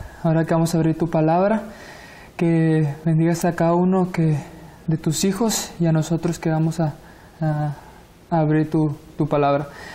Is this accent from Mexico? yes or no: yes; Monterrey, Nuevo León, Mexico; tengo 21 años, estudio idiomas y soy de aquí de Monterrey.